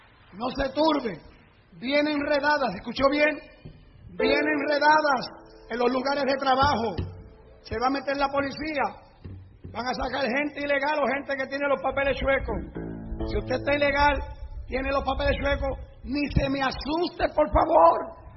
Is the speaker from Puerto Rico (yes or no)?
yes; Puerto Rico; now in United States; Mire, yo soy puertorriqueño.